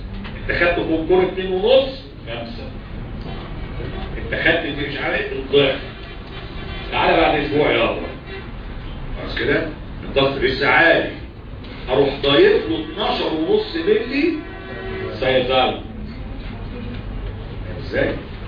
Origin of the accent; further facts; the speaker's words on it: Egypt; دي عندنا في مصر عادية.